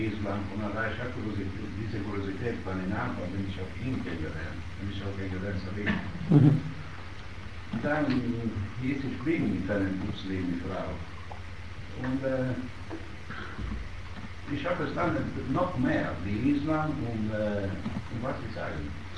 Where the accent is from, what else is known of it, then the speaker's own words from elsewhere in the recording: Italy; German is a second language; now in Germany; Ich komme von Italien.